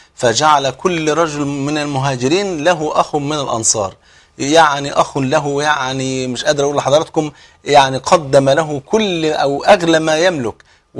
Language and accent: Arabic; Egypt; بلغتنا كمصريين ربنا يسهل لك